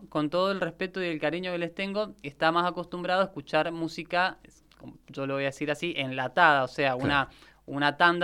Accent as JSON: {"language": "Spanish", "region": "Mendoza", "country": "Argentina", "said": "antes de intentar llegar a Buenos Aires como mendocinos"}